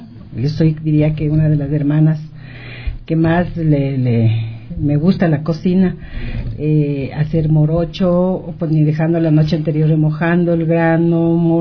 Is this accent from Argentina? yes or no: no; Riobamba, Chimborazo, Ecuador; soy de Riobamba, pero en Riobamba yo diría que es la única mágica auténtica de todo el Ecuador.